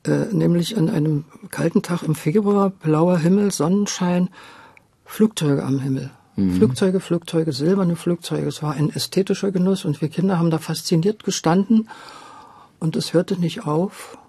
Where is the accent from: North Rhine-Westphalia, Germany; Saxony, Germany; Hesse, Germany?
Saxony, Germany; Meissen; wenn du da aufgewachsen bist in Meißen, hast du natürlich Sächsisch gesprochen